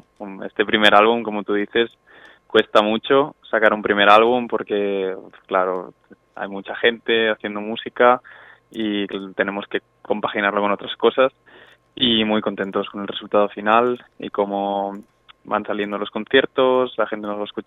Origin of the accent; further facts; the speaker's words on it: Tarragona, Catalonia, Spain; cantar porque nosotros somos de Tarragona, habíamos hecho temas, de hecho hay un tema en catalán en el disco